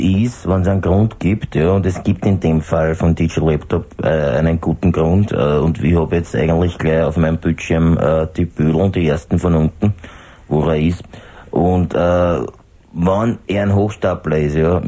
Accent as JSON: {"language": "German", "town": "Schrems", "region": "Lower Austria", "country": "Austria", "tie": "born or raised there", "also_born_or_lived": "Vienna", "said": "Ich bin ein alter Pfarrer, muss sagen, dass ich in meiner Gemeinde lebe, in meinem Schrems, wo ich aufgewachsen bin. Ich war ja lange in Wien, in Erdberg, in einer Pfarre"}